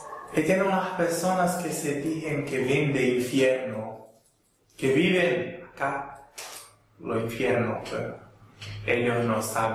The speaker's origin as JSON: {"language": "Portuguese", "town": "Málaga", "region": "Andalusia", "country": "Spain", "second_language": "Portuguese", "said": "Sou da Espanha, Málaga."}